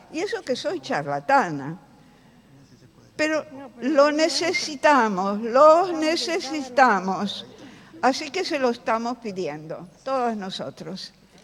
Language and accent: Spanish; Milan, Lombardy, Italy; Yo soy italiana de origen, milanesa, y tengo, por supuesto, toda una formación de ese origen.